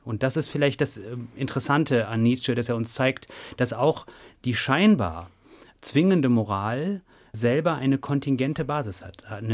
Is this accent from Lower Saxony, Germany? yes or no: no; North Rhine-Westphalia, Germany; ich bin in Nordrhein-Westfalen zur Schule gegangen